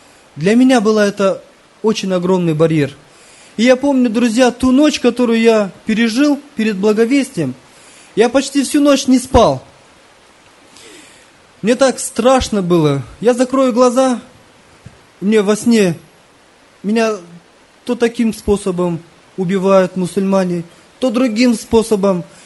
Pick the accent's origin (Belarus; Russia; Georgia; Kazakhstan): Kazakhstan; Я смотрю, одни казахи. Кто будет проводить собрание? Среди нашей группы я всего один казах.